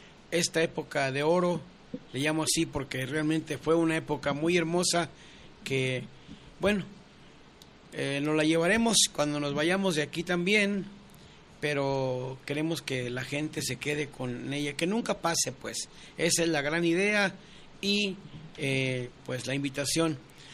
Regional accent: Magdalena, Jalisco, Mexico; Yo soy de un pueblo que se llama Magdalena, Jalisco. Soy nativo de Magdalena, de Tequila adelantito, unos, ¿qué será?, 20 minutos más hacia Nogales.

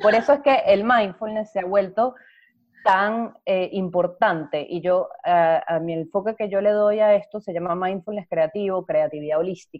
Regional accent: Venezuela; moved away as an adult; also born or lived in Spain; now in Montreal, Canada; soy venezolana, vivía en España y me mudé a Montreal con mi esposo.

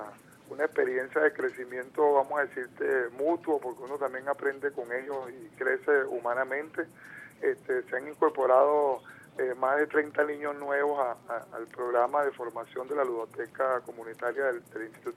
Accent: Venezuela; ese acervo cultural que nos identifica verdaderamente como venezolanos, que amamos a esta patria llamada Venezuela.

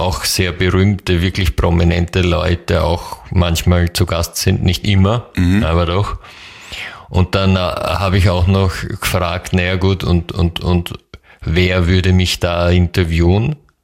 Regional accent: Czechia; German is a second language; Und das Sprichwort gibt es auch bei uns in Tschechien.

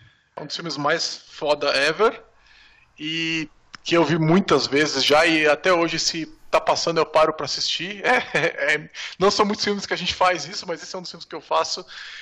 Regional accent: São Paulo, Brazil; porque eu sou de São Paulo, mas grande parte acontece em São Paulo

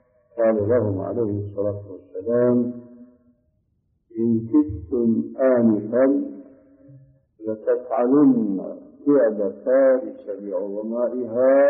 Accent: Saudi Arabia; الصوت معروف يسمى بالكرباج عندنا في السعودية

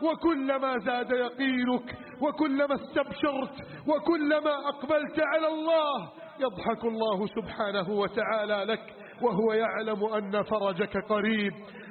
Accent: Egypt; واجعل بلدنا مصر آمنا مطمئنا وسائر بلاد

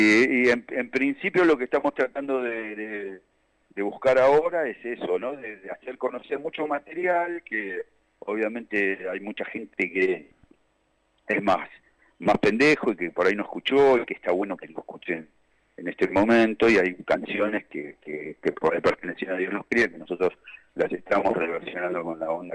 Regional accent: Temperley, Buenos Aires Province, Argentina; now in Mar del Plata, Argentina; yo soy del sur también, yo viví mucho tiempo

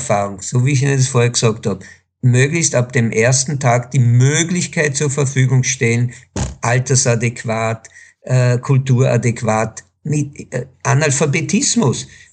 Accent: Israel; Ich bin in Israel geboren, bin dreisprachig aufgewachsen, was mir Enormes gebracht hat

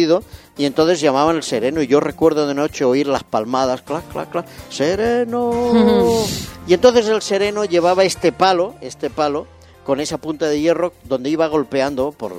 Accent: Barcelona, Catalonia, Spain; Ah, los he visto cuando era pequeño en Barcelona.

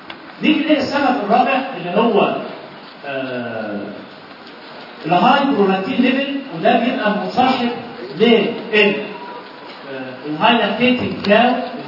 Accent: Egypt; اهم سبب من اسباب الترو انستروم في مصر عندنا هنا

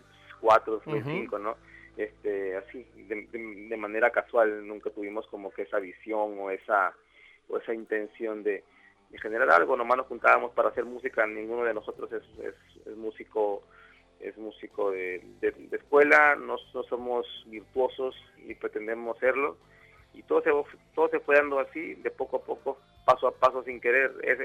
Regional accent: Mexico; estamos como que siendo mexicanos orgullosos de todo eso

